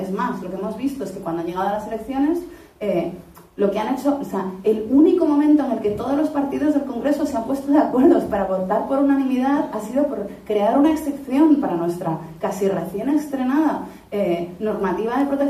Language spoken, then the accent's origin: Spanish; Spain; soy ciudadana española. Y como ciudadana española, es mi obligación ser administrada por el gobierno.